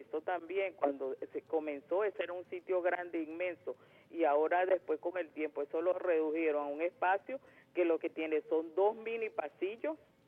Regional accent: Venezuela; yo, como venezolana

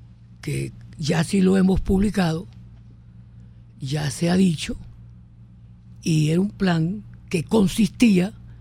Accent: Falcón, Venezuela; Me inscribieron los que sabían de comunismo en mi pueblo, en Falcón.

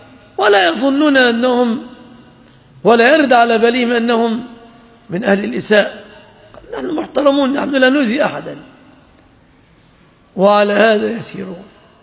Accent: Egypt; ولعله ظهرت في بلادنا مصر أمور كهذه الأمور عما قريب

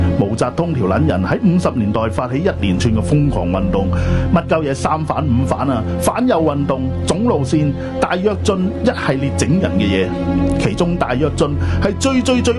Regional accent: Hong Kong; 咪又系要我哋香港人咯。

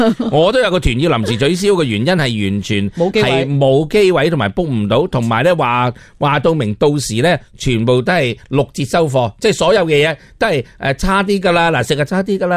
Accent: Hong Kong; 你发唔发现以前我哋香港人咧旅游冇谂过呢啲嘢？

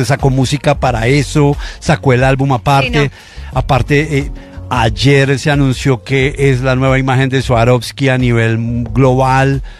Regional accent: Cali, Valle del Cauca, Colombia; yo soy de nuevo, yo soy caleño, pero no ejerzo

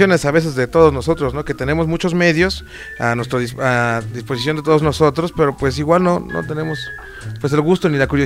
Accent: Mexico; fíjate aquí cómo somos los mexicanos

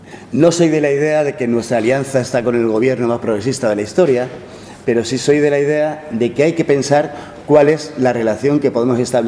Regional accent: Madrid, Community of Madrid, Spain; Hay que pensar que yo vengo de Madrid

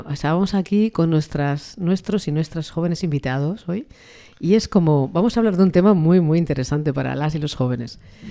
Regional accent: Cantabria, Spain; Identificación, porque soy cántabra.

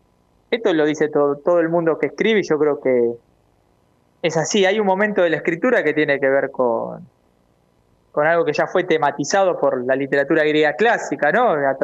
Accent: Argentina; para nosotros como argentinos

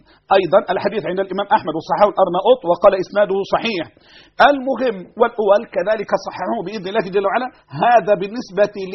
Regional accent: Egypt; أعوذ بالله أن أقول أنا مصري وأنت سعودي

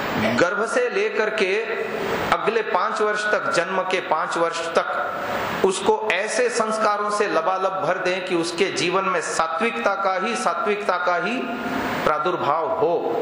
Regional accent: Mumbai, Maharashtra, India; मैं बॉम्बे जैसे सिटी में पला, हमारे नगर में, मैं जहां इस परिवेश में रहता था वहां 30-40 घरों में एकाध घर में टीवी हुआ करती थी।

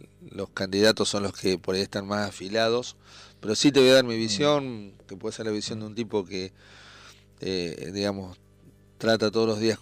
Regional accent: Tandil, Buenos Aires Province, Argentina; te preguntan de dónde sos, y le decís que sos de Tandil

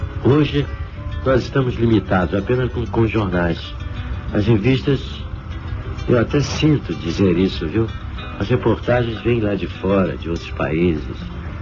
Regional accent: Brazil; eu sou muito brasileiro, sabe? Eu acho que nós temos excelentes valores, cantores comparáveis com qualquer um de qualquer parte do mundo.

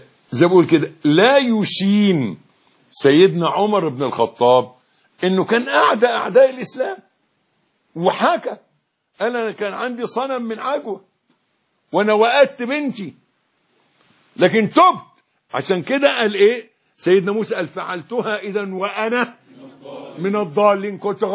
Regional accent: Egypt; احنا برضو احنا مصريين زي بعض

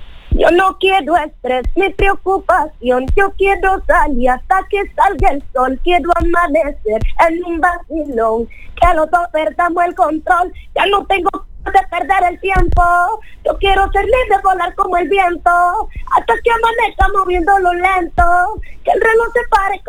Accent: Dominican Republic; also born or lived in Spain; Me preguntan, ¿de dónde eres? Pues soy dominicana, española, de todas partes.

